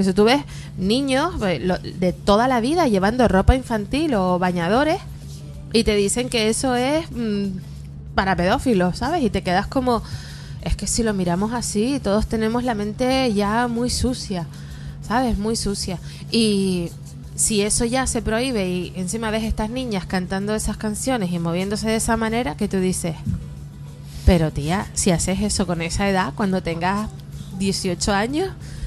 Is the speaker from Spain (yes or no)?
yes; Arucas, Canary Islands, Spain; Es que todo pasa, mira, en mi pueblo.